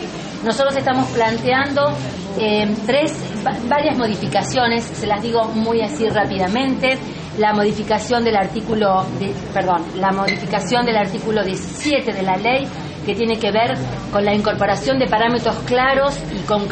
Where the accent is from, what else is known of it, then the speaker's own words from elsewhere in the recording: Argentina; tiene que ver con lo que hoy somos como argentinos y argentinas